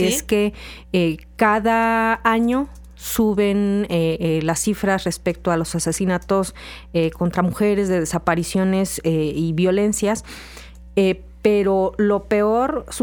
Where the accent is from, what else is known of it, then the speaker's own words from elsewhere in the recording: Veracruz, Mexico; porque yo vivo aquí y soy veracruzana, ¿no?